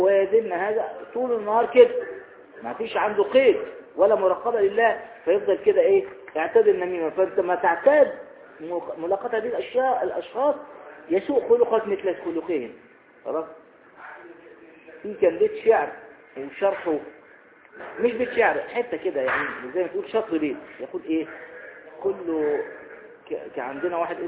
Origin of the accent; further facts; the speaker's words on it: Egypt; ويقولون أيضا عندنا في مصر الصاحب ساحب